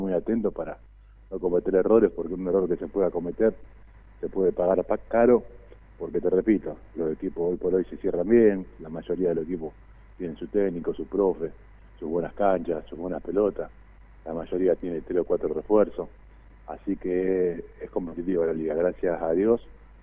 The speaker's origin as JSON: {"language": "Spanish", "town": "Rosario", "region": "Santa Fe", "country": "Argentina", "said": "yo vengo de Rosario"}